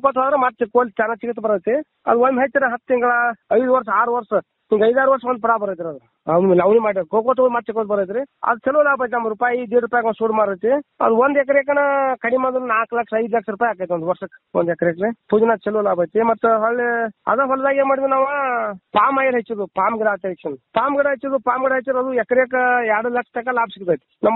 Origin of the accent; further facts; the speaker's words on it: Pamaldinni, Karnataka, India; ನಮ್ಮೂರು ಪಾಮಲದಿನಿ ಗೋಕಾಕ್ ತಾಲೂಕು ಜಿಲ್ಲಾ ಬೆಳಗಾವಿ.